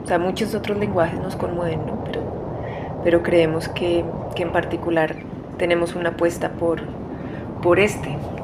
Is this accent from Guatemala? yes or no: no; Bogotá, Colombia; somos de aquí, de Bogotá